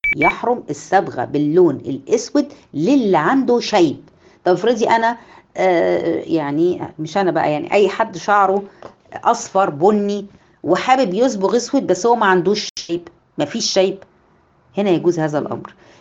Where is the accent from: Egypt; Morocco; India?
Egypt; ولكن هنا عندنا في مصر